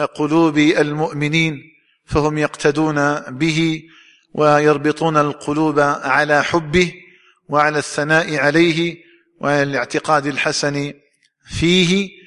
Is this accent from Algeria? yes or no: yes; Algeria; فنسأل الله تعالى أن يجعل بلدنا الجزائر آمنا مطمئنا